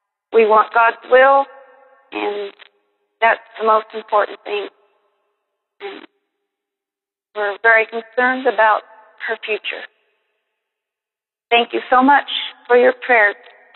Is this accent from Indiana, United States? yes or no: yes; Terre Haute, Indiana, United States; Hello, I am from Terre Haute, Indiana, and we have a 22-year-old daughter